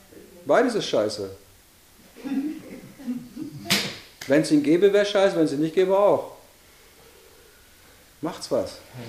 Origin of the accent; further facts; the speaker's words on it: Weser area, Germany; Ich bin an der Weser groß geworden, ich weiß, wovon ich rede.